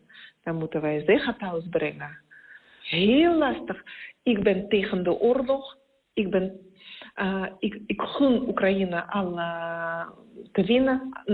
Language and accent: Dutch; Siberia, Russia; Dutch is a second language; moved away as an adult; now in Netherlands; ik kom uit Rusland, uit Siberië. En ik woon in Nederland 5 jaar.